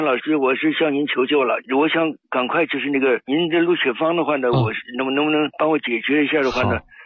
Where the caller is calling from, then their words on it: Nanjing, Jiangsu, China; 我是南京的。